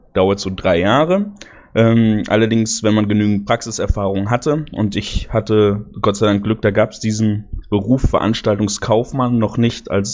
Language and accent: German; North Rhine-Westphalia, Germany; Ich komme aus der Nähe von Aachen, aus Pfalz